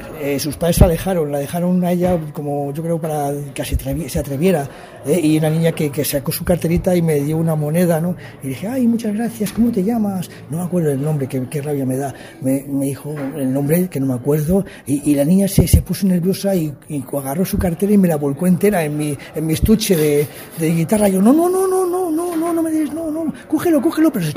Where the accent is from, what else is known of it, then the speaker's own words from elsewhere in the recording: Valladolid, Castile and León, Spain; de Valladolid, de España.